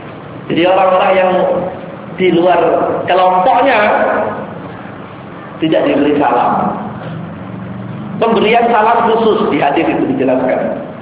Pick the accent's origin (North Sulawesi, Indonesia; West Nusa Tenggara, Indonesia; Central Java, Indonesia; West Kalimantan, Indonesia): West Nusa Tenggara, Indonesia; Kalau antum ke daerah saya di sana di Sasak itu masih terlihat peristiwa ini